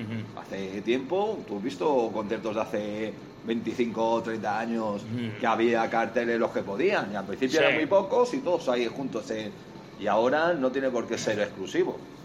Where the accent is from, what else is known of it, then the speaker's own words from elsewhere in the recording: Spain; Nosotros somos de España